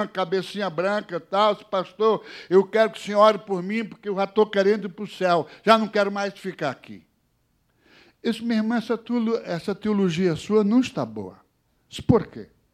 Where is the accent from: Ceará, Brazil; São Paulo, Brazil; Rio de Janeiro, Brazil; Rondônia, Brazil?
Ceará, Brazil; born there; moved away; Eu nasci no Ceará, mas saí de lá e não voltei mais, porque também não deu mais tempo aí para voltar para o Ceará.